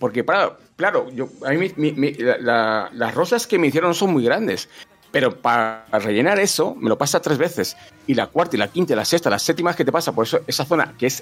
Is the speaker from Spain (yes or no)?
yes; Valladolid, Castile and León, Spain; Soy de Valladolid, evidentemente.